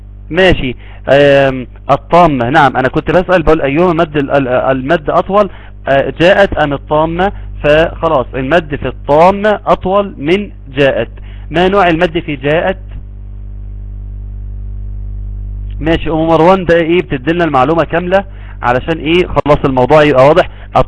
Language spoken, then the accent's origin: Arabic; Egypt; الشيخ ده عندنا في مصر